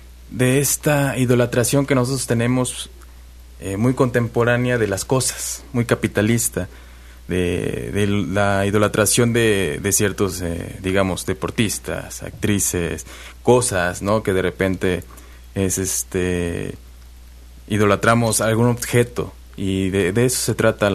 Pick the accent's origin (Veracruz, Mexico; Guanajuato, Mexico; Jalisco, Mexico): Veracruz, Mexico; Coatzacoalcos; also born or lived in Minatitlán; now in Xalapa, Mexico; Ahí nací, pero radiqué desde que nací, digamos, en Coatzacoalcos 12 uh-huh. años. Uh-huh. Y de los 12 para acá, ya más o menos 21 años que estoy acá en Jalapa.